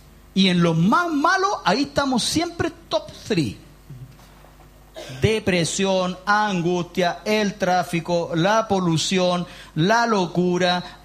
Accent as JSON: {"language": "Spanish", "country": "Chile", "said": "nos enorgullecemos como chilenos de ser así."}